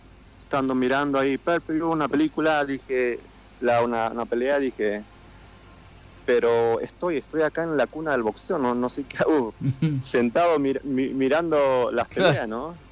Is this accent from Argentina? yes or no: yes; Santiago del Estero, Argentina; moved away; soy santiagueño, nací en Argentina. Ya tengo 18, 19 años acá, por estos lados. Uh-huh. Y sí me vine de allá, de mi Santiago querido, con mucha maleta llena de sueños.